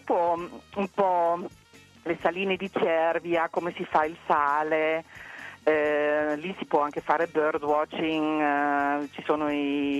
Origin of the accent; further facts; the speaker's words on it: Heidelberg, Baden-Württemberg, Germany; Italian is a second language; Io proprio vengo da Heidelberg, una città universitaria